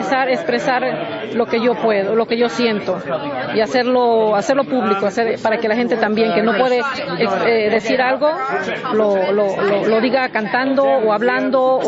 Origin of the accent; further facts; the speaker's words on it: Veracruz, Mexico; Yo soy de Veracruz, de México, sí.